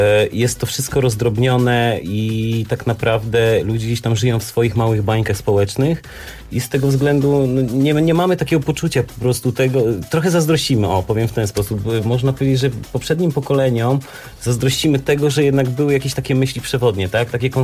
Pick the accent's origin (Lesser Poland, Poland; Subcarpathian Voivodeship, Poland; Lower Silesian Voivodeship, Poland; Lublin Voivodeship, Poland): Lower Silesian Voivodeship, Poland; Wrocław; każdy z nas jest imigrantem, można powiedzieć. Ja jestem z Wrocławia